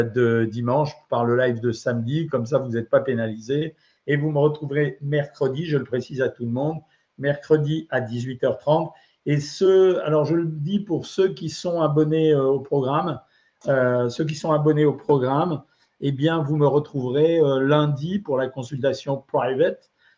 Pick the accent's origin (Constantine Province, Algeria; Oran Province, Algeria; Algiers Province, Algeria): Oran Province, Algeria; Oran; born there; Bon, Alger, je connais moins bien qu'Oran, puisque je suis né à Oran, mais quand même, c'est le même pays.